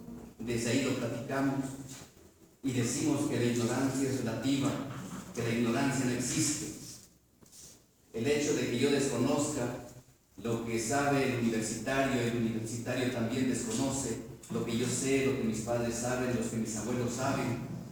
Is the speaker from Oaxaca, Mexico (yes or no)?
yes; Santiago Comaltepec, Oaxaca, Mexico; Soy chinanteco, originario de Santiago Comaltepec, un municipio que pertenece al distrito de Islán en Sierra Juárez, Sierra Norte.